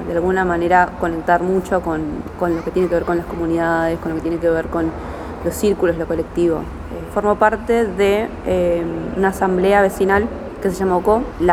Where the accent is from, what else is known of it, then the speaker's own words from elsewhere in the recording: Berazategui, Buenos Aires Province, Argentina; soy ciudadana de Berazategui de toda la vida.